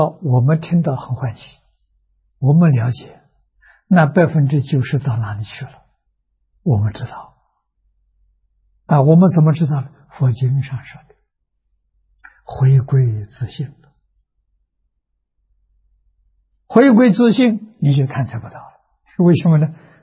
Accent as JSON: {"language": "Chinese", "country": "China", "said": "我们中国人讲虚情假意啊，佛法里面讲三心二意"}